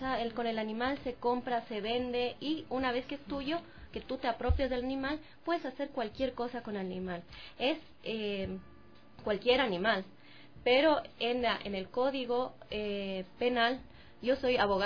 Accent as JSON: {"language": "Spanish", "country": "Ecuador", "said": "Porque yo decía, ¿será que funciona acá en mi país? Porque, no sé, somos una sociedad muy cerrada en muchas ocasiones. Pero lo hice, vino el equipo de Chile acá, al Ecuador"}